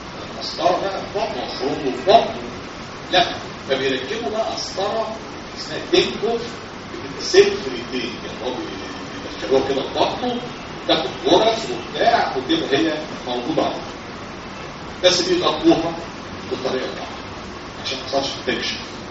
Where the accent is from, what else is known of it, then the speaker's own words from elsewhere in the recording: Egypt; احنا بلدنا مصر في مصر حاجه بلادنا الحلوه